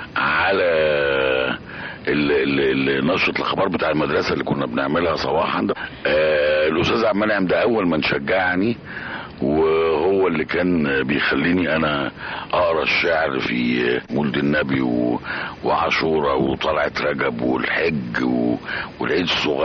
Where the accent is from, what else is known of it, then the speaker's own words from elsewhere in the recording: Giza, Giza Governorate, Egypt; أنا من حواري الجيزة، وبالتالي من حواري الأمة العربية.